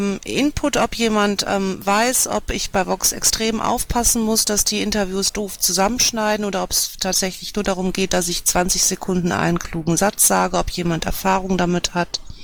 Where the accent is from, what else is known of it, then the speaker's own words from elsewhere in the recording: Düsseldorf, North Rhine-Westphalia, Germany; Also spontan würde ich sagen, dass wir als Düsseldorfer das auf unseren Blog auch nochmal bewerben.